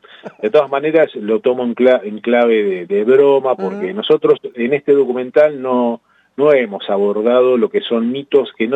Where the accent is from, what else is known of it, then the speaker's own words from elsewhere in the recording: La Plata, Buenos Aires Province, Argentina; yo primero aclarar que soy platense, vivo en la ciudad de La Plata